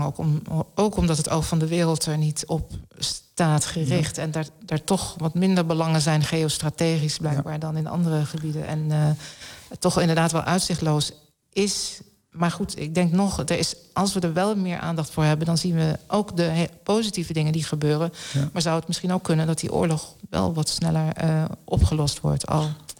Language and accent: Dutch; Netherlands; Ja, ik kom uit Nederland, dus het is zo plat als wat hier.